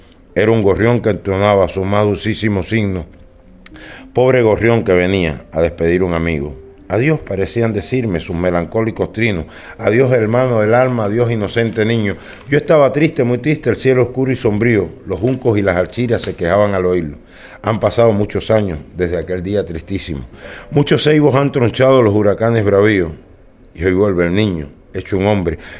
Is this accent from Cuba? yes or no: yes; Cuba; Soy cubano